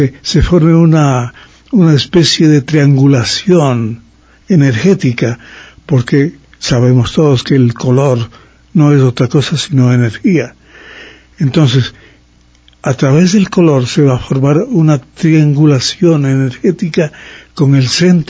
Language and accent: Spanish; Ambato, Tungurahua, Ecuador; Yo he donado esa obra a mi terruño, a mi ciudad natal.